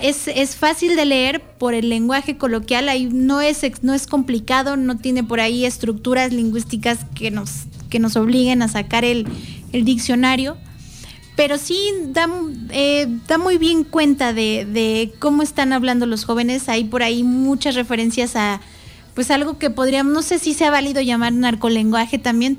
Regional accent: Mexico; cómo es que como mexicanos nos hemos estado conformando

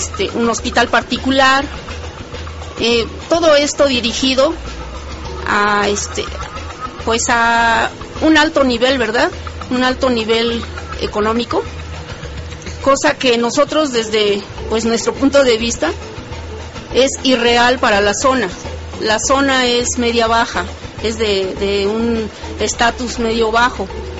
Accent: Azcapotzalco, Mexico City, Mexico; nosotros aquí estamos, somos de Azcapotzalco.

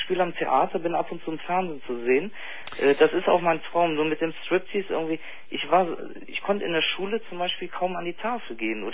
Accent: Brazil; now in Germany; Also ich bin in Deutschland geboren, bin in Brasilien groß geworden.

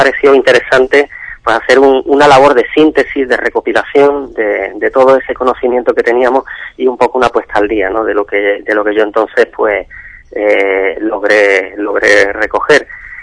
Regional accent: Andalusia, Spain; pensando en mi tierra, en la Sierra de Cádiz

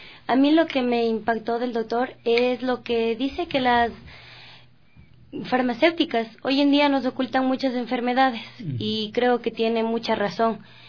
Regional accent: Quito, Pichincha, Ecuador; Sí, soy de Quitumbe.

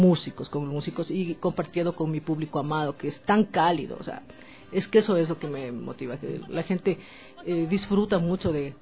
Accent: Ecuador; como ecuatoriana, disfruto al cantar nuestros temas. Ecuatoriana y latinoamericana

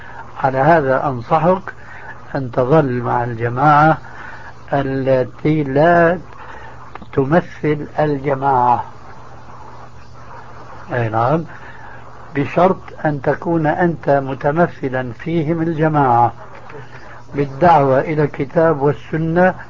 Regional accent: Syria; كما يقولون عندنا في سوريا

